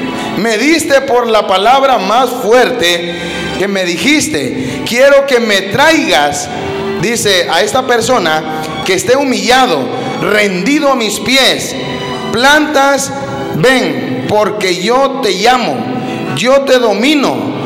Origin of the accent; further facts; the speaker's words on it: Honduras; Yo soy hondureño, pero no quiere decir de que yo tengo algo en contra de los mexicanos.